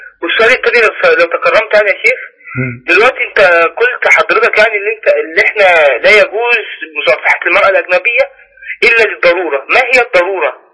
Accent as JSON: {"language": "Arabic", "town": "Zagazig", "region": "Sharqia Governorate", "country": "Egypt", "said": "انا من الزقازيق"}